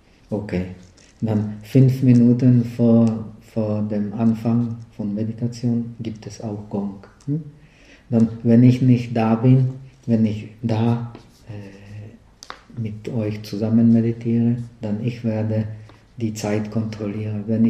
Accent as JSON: {"language": "German", "country": "Czechia", "second_language": "German", "said": "Naja, ich bin ja ein Tscheche"}